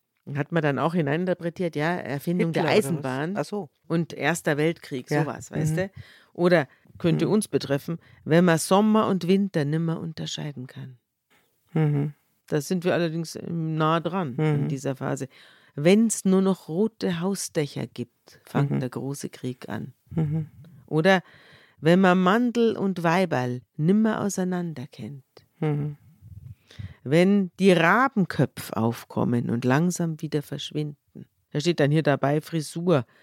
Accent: Bavaria, Germany; wir sind ja beide aus Bayern

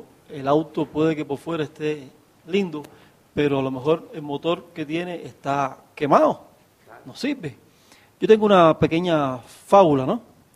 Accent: Cuba; now in Bolivia; Yo no soy boliviano, ¿ves? Y vivo en Bolivia, yo soy cubano.

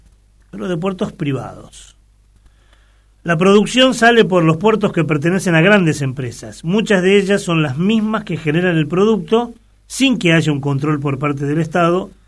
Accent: Santa Fe, Argentina; somos nosotros los santafesinos los que pagamos las obras de infraestructuras

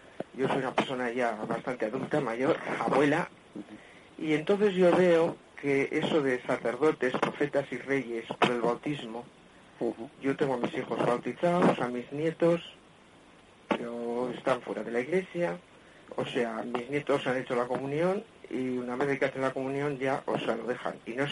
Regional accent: Bilbao, Basque Country, Spain; soy de Bilbao.

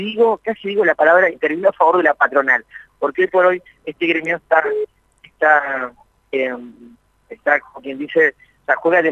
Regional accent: Argentina; Yo soy argentino, ¿no?

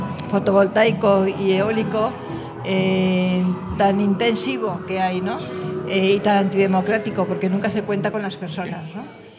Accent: Guadalajara, Castilla-La Mancha, Spain; soy de Guadalajara.

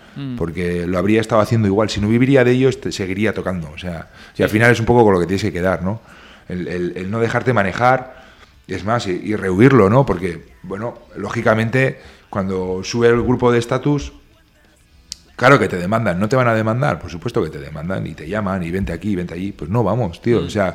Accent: Berriozar, Navarre, Spain; Que no, que somos de Berriozar.

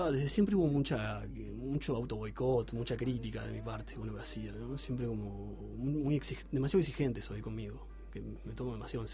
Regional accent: Montevideo, Uruguay; Tuve un grupo así como muy breve, con amigos, con amigos del barrio. Yo soy de Malvin Norte

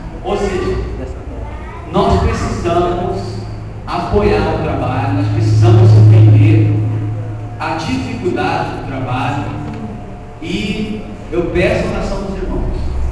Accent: São Paulo, Brazil; Eu sou paulista, sou paulistano, sou casado com uma carioca

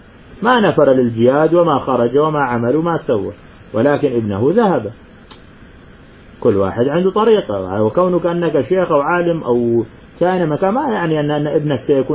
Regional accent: Syria; مثل ما أنك سوري أنا كمان سوري

